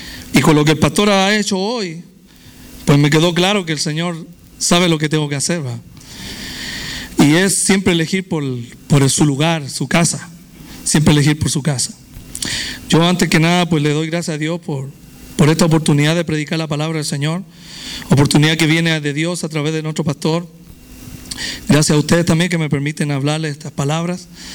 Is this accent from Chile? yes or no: yes; Viña del Mar, Valparaíso, Chile; born there; yo nací en la República de Chile, en Viña del Mar, gloria a Dios, donde se hace el Festival de Viña, ¿verdad?